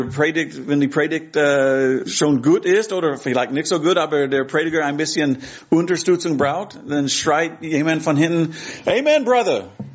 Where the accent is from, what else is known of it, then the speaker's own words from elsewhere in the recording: Texas, United States; now in Hamburg, Germany; ich komme ursprünglich aus Texas, aber jetzt wohne ich in Hamburg. Meine Frau Karen ist hier. Wir sind seit 4 Jahren hier in Hamburg